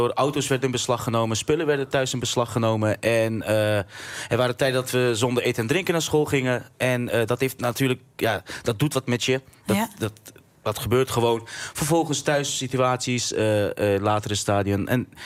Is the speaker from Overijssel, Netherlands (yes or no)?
yes; Deventer, Overijssel, Netherlands; Ik ben opgegroeid in Rooidorp. Dat is echt, voor mijn gevoel, het hart van Deventer.